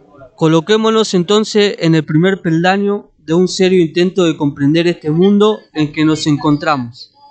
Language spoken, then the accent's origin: Spanish; San Nicolás, Buenos Aires Province, Argentina; soy de San Nicolás